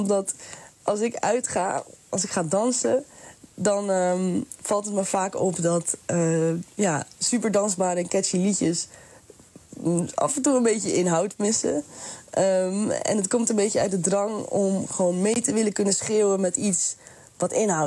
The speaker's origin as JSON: {"language": "Dutch", "country": "Netherlands", "said": "toen ik jong was, klasgenootjes zagen me ook niet als Nederlander. Terwijl ik ben wel een Nederlander. Dus op een bepaald moment ga je denken, ik ben half Surinaams."}